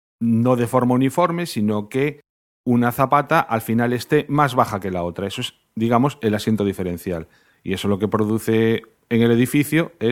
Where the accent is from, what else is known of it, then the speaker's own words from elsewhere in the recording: Spain; como nosotros somos españoles, pues lo que controlamos es de España